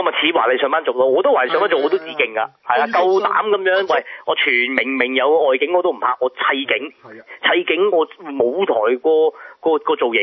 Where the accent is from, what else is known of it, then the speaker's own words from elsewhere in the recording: Hong Kong; 咁我知行內我哋香港人就好多喺邊 mark 都見過幾年㗎啦